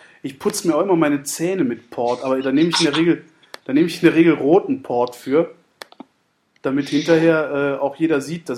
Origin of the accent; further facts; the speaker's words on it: Rhineland-Palatinate, Germany; ich bin ja oft am Nürburgring gewesen, ich komme ja aus der Ecke da unten.